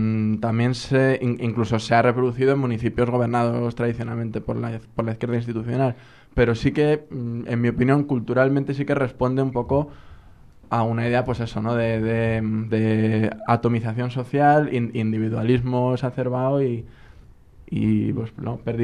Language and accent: Spanish; Madrid, Community of Madrid, Spain; para los que somos de Madrid conocemos el municipio de Las Rozas